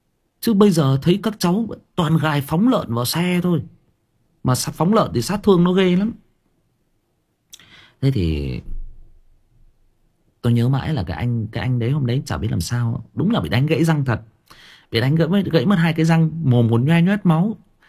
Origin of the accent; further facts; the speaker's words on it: Thái Nguyên, Thai Nguyen, Vietnam; em sinh ra và lớn lên ở Thái Nguyên, thế nhưng mà quê em tức là ông bà già em là thoát ly lên trên khu găng thép Thái Nguyên này và gặp nhau lấy nhau, thì em được sinh ra và lớn lên ở đây.